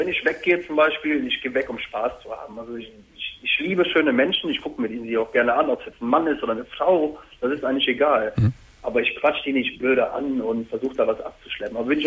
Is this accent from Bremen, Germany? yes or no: no; Cologne, North Rhine-Westphalia, Germany; Ich bin Kölner.